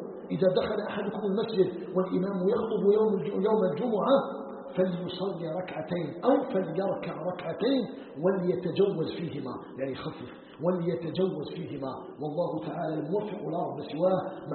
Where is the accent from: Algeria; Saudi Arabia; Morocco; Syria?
Algeria; نسأله تبارك وتعالى أن يجعل بلدنا الجزائر بلدا آمنا مطمئنا